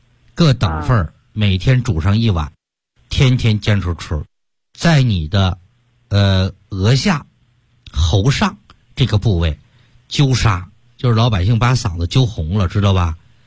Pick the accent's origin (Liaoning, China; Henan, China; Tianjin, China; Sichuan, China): Tianjin, China; 我听口音就能听出来，我们天津人说话。非常特殊